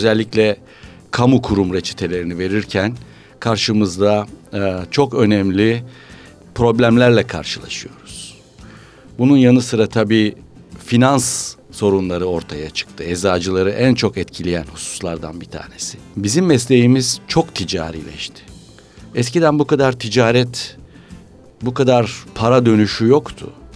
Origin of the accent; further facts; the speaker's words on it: Bitlis, Bitlis Province, Turkey; born there; 1949 yılında Bitlis'te doğdum.